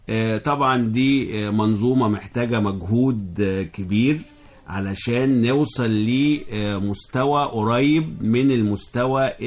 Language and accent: Arabic; Egypt; مع ان الطرق اتحسنت الحمد لله لحد كبير عندنا في مصر